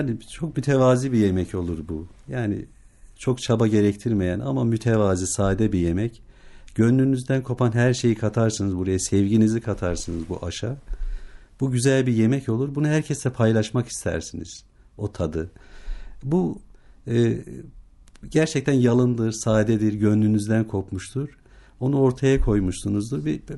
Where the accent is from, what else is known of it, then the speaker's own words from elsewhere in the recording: Bingöl, Turkey; Biz de tabii doğduğumuz, büyüdüğümüz coğrafya, bölge diyelim. Yani Bingöl doğumluyum.